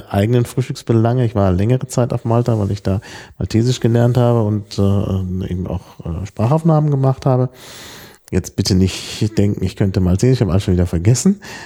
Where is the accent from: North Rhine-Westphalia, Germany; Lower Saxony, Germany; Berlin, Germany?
North Rhine-Westphalia, Germany; Dortmund; Insbesondere da, wo ich aufgewachsen bin in Dortmund, da gab es dann Mineralwasser.